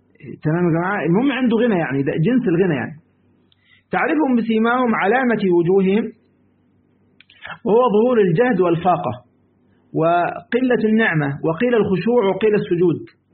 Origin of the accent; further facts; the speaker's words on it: Egypt; لسه أنا طبعا يعني عندنا في مصر، تمام، أزمة الدولار بقى والذهب خلاص